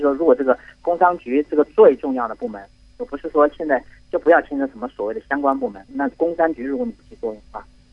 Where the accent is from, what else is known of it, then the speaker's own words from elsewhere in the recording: Hubei, China; 我来自湖北。